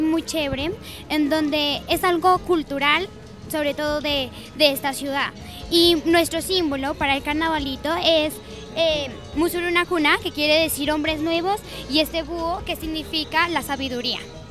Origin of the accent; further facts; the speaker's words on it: Pasto, Nariño, Colombia; Soy de aquí, de la ciudad de Pasto.